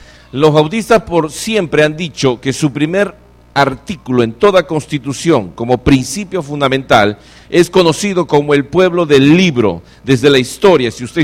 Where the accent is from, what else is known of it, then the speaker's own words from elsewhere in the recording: Lima, Peru; also born or lived in Argentina; Yo nací allá también. Así que soy de Lima, del RIMAC.